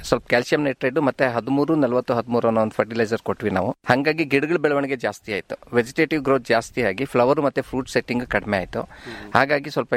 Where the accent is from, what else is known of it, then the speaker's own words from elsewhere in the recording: Ramanagara, Karnataka, India; ನಾವು ಹುಟ್ಟಿದ್ದು ಬೆಳೆದಿದ್ದೆಲ್ಲ ರಾಮನಗರ.